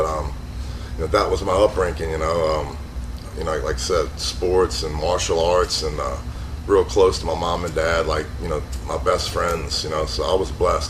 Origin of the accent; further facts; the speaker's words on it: New Orleans, Louisiana, United States; First of all, I was born in New Orleans, Louisiana. You know, I was born in 1969. I grew up and spent all my childhood in New Orleans.